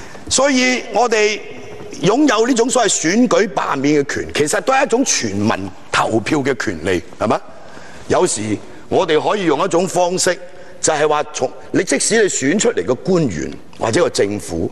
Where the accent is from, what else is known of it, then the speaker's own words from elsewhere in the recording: Hong Kong; 今天我们香港人所争取的不是这些直接民主，我们争取的是一个非常卑微的间接民主